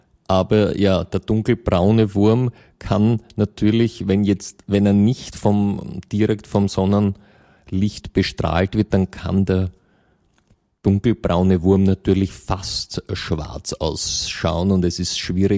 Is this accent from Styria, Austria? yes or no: no; Vienna, Austria; als Österreicher oder Wienerin im Besonderen ist es ja eine gute Tradition, dass die Vorfahren aus Osteuropa kommen.